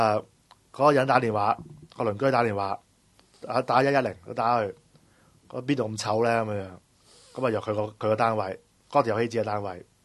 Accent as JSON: {"language": "Cantonese", "country": "Hong Kong", "said": "即係嗰間屋咧就好似而家我哋香港人買樓嗰啲咁樣嘅"}